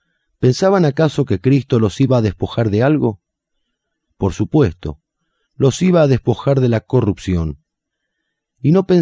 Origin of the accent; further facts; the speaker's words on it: Argentina; debemos rechazarla como argentinos, ya que tenemos un motivo muy especial